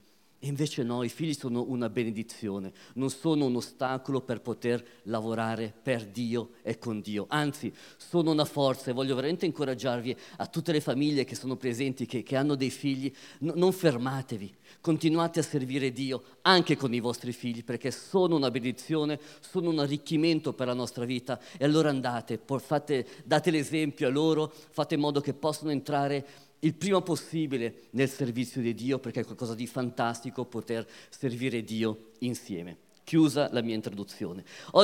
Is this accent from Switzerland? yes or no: yes; Switzerland; mio padre è di Matera, originario di Matera, mia mamma è di Catania, però io sono nato e vissuto in Svizzera e l'Italia comunque l'ho nel cuore